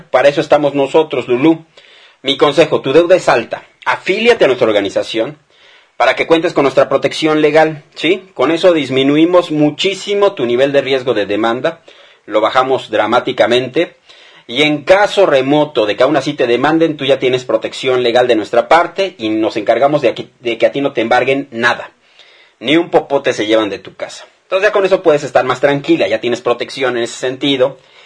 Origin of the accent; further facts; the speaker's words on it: Mexico; el día que el pueblo mexicano se dé cuenta que todos somos mexicanos, no importa nada más que eso